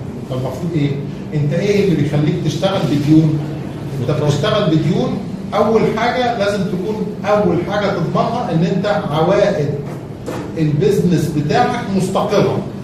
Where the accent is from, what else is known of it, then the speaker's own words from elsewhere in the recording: Egypt; احنا ده دلوقتي عندنا في مصر